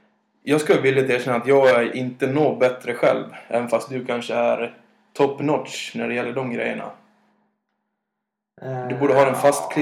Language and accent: Swedish; Dalarna County, Sweden; ni hör väl stockholmskan, jag är så mycket dalmas som det går, va?